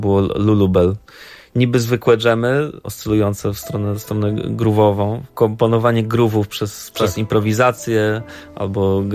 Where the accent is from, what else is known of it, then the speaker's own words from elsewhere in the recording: Świnoujście, West Pomeranian Voivodeship, Poland; ja wyniosłem się ze Szczecina. Pochodzę ze Świnoujścia, a potem na studia pojechałem do Szczecina.